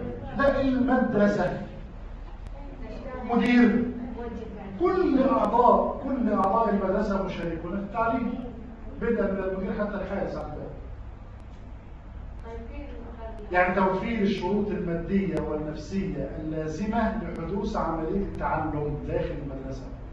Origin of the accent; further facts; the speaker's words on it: Egypt; أنا راجل محلل اجتماعي تربوي، كان في اعلان عندنا في مصر